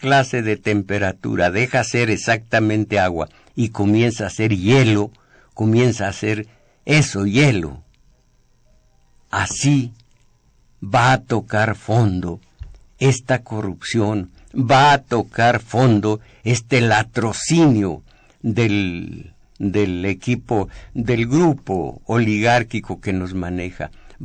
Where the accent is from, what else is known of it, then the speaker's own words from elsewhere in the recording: Mexico; como comunidad agraviada, como mexicanos gobernados de tan inicua madera